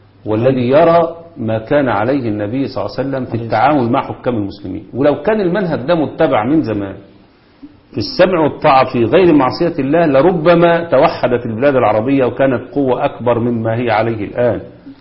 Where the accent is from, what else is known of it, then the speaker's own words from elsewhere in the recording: Egypt; الشبكات الرئيسية اللي موجودة عندنا في مصر